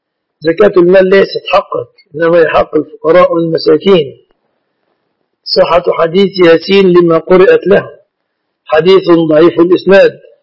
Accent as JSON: {"language": "Arabic", "country": "Egypt", "said": "وقد عهد من أحوال الناس في بلادنا مصر"}